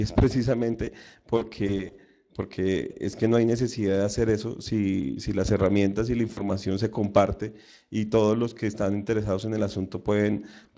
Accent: Colombia; te estoy hablando yo que soy de Colombia.

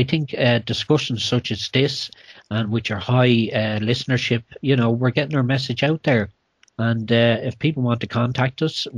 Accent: Ireland; So, as an Irish person, I apologise for what they're doing here in your country.

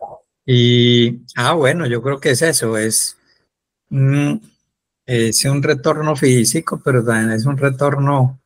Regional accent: Antioquia, Colombia; accent: paisa; la gente siempre me decía, ¿no? Pues que usted habla como un paisa.

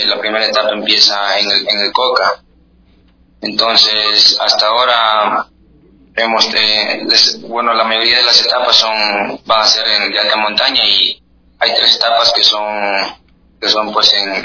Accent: Zamora, Zamora-Chinchipe, Ecuador; soy el único zamorano que va a la Vuelta al Ecuador

